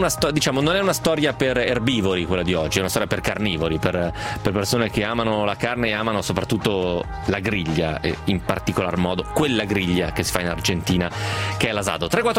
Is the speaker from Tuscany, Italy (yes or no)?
no; Piedmont, Italy; da piemontese insomma, so cos'è la bagna cauda